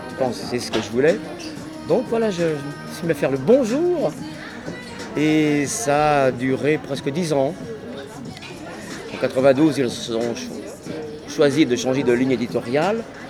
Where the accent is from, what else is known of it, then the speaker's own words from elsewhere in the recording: Pays de la Loire, France; born there; Et je suis né en Vendée.